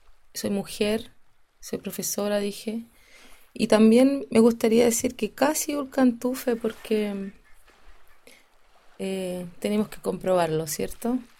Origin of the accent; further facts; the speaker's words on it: Santiago, Santiago Metropolitan Region, Chile; born there; nací en Santiago, soy mapuche y champurria, porque mi mamá es una mezcladita del mundo popular, urbano, santiaguino.